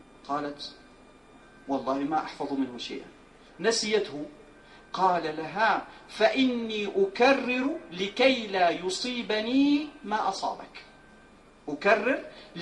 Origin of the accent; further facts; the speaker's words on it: Morocco; ولكن هذا البلاذر هو موجود عندنا في المغرب